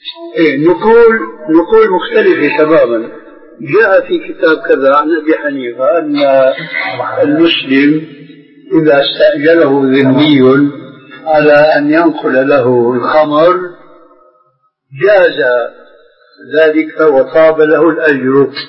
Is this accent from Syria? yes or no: yes; Syria; كلنا نحن سوريين